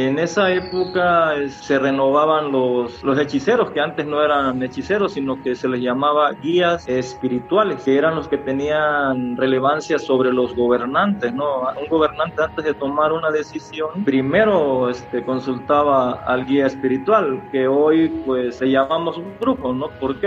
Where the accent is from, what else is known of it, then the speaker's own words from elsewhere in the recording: Catemaco, Veracruz, Mexico; donde yo andaba fuera de aquí, la gente decía, ¿de dónde eres? No, pues de Catemaco.